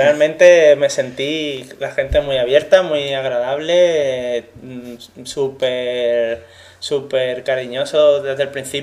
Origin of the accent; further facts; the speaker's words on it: Jerez de la Frontera, Andalusia, Spain; accent: Madrid; also born or lived in Madrid; now in Murcia, Spain; Sí, de Madrid, exactamente. Pero me crié en Jerez de la Frontera.